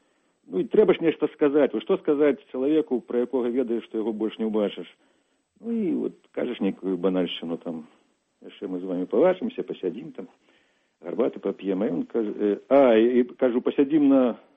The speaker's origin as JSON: {"language": "Belarusian", "town": "Kreva", "region": "Grodno Region", "country": "Belarus", "tie": "born or raised there", "said": "я ўспамінаю Крэва, скажам, за савецкім часам, калі жывых у самім Крэве, у маёй роднай вёсцы, у маёй мястэчку"}